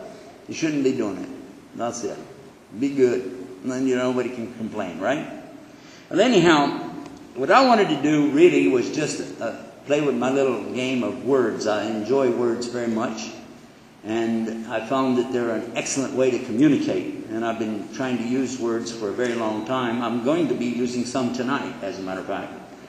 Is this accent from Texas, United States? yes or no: yes; Texas, United States; All right. I'm from Texas, you figured that out already, yeah?